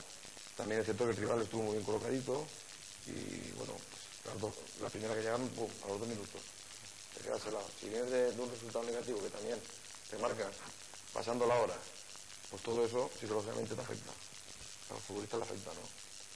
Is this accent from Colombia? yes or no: no; Valencian Community, Spain; now in Elche, Spain; Yo soy valenciano, pero mi corazón es ilicitano. Llevo aquí mucho tiempo en Elche y soy, me considero uno más